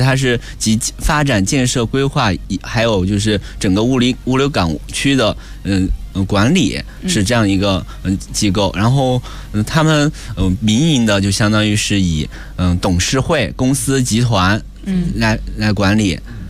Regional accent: Sichuan, China; 因为我俩都是他是重庆的，我是四川的

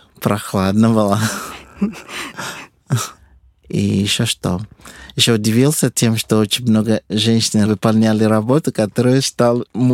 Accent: Lagos, Nigeria; Russian is a second language; Я родился в Лагосе.

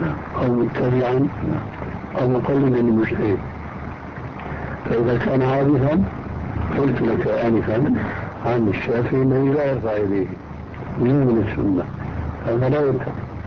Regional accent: Syria; لذلك كما كنا عندنا بالشام

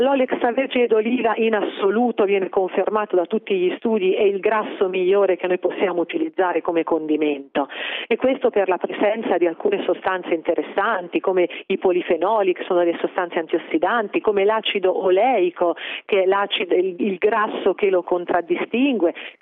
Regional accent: Umbria, Italy; Io da umbra preferisco la ricetta che ha proposto lo chef.

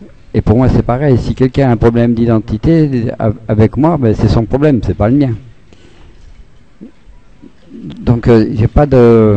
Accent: Grand Est, France; born there; je suis aussi, d'une certaine manière, lorrain. C'est-à-dire que je suis né en Lorraine.

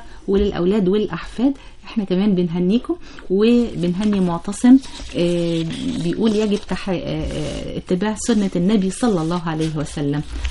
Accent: Port Said, Port Said Governorate, Egypt; أنا من بورسعيد، كل سنة وكل البورسعيدية بخير.

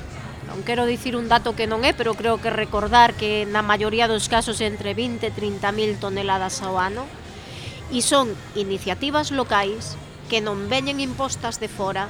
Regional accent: Xunqueira, Galicia, Spain; born there; Eu vivo cerca, nacín en Xunqueira, quérolle ao sitio

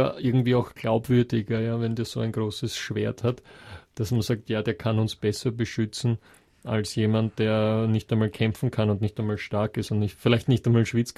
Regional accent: Texas, United States; Das ist bei uns halt in Amerika, wo wir so weit auseinander wohnen manchmal. Gerade bei uns in Texas ist das wirklich ein Thema.

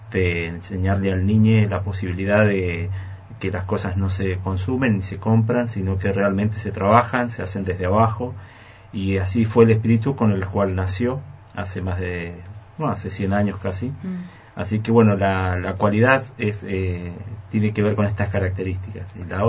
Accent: Mendoza, Argentina; Nosotros en Mendoza tenemos, porque soy de Mendoza

